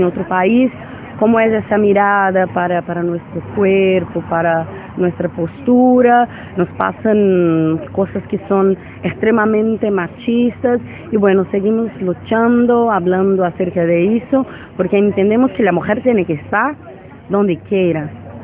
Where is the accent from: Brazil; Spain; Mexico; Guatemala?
Brazil; Spanish is a second language; now in Buenos Aires, Argentina; Somos mujeres brasileñas que vivimos en Buenos Aires.